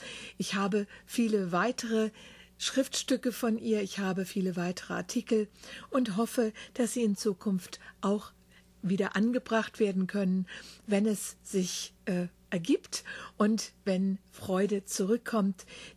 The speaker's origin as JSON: {"language": "German", "town": "Wiesbaden", "region": "Hesse", "country": "Germany", "tie": "born there", "said": "dann wieder in ihre Heimat nach Wiesbaden in Deutschland zurückkehrten. Das ist mein Geburtsort."}